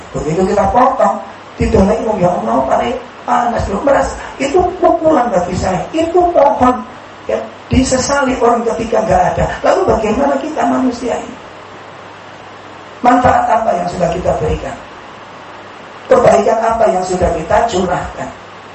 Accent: Sidokari, Indonesia; Saya punya pohon mangga dulu di kampung saya di sini, Sidokari.

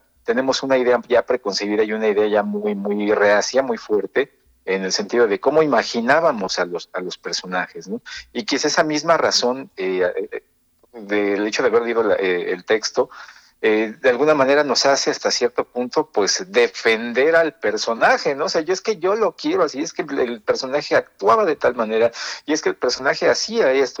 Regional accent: Mexico; forma parte de nuestro tuétano de identidad como mexicano.

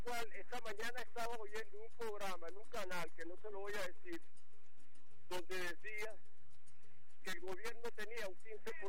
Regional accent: Venezuela

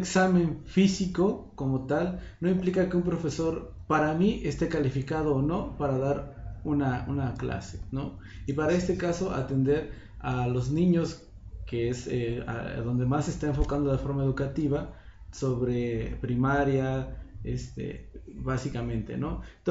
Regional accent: Mexico; soy parte de la sociedad, soy estudiante también y soy ciudadano mexicano

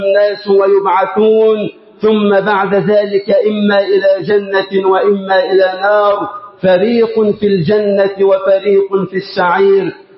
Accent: Egypt; اللهم اجعل بلدنا مصر أمنا أمانا

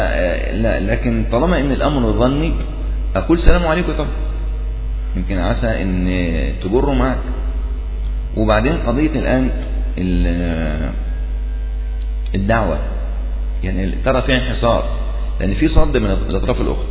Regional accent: Upper Egypt, Egypt; طبعا عندنا في الصعيد جماعة جامدين

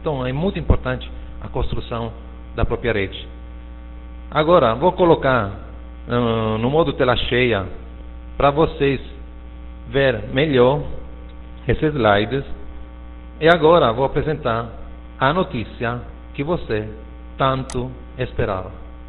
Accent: Italy; Portuguese is a second language; É claro que eu sou italiano, escrevo com o teclado do meu computador italiano, então faltam acentos, faltam coisas

